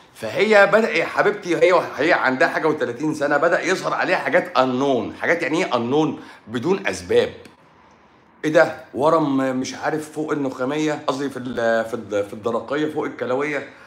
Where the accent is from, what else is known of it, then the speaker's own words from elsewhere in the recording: Egypt; لا ما انا مصري برضو، بس انا في مصر، انا مصري وطني بقى. انا مصري بحب تراب مصر.